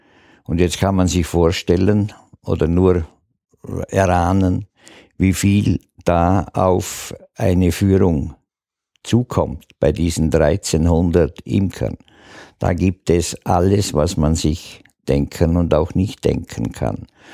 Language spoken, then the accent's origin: German; Dornbirn, Vorarlberg, Austria; born there; Ich bin kein Schwarzacher, ich bin in Dornbirn geboren. Der Dornbirner ist ein eigener Menschenschlag.